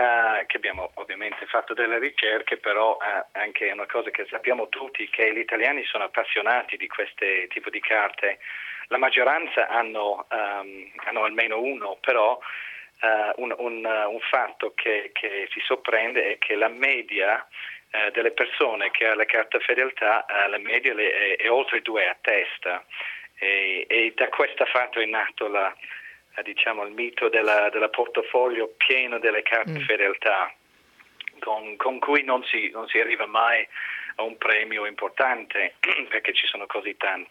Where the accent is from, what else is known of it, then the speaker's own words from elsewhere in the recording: Ireland; Infatti sono irlandese.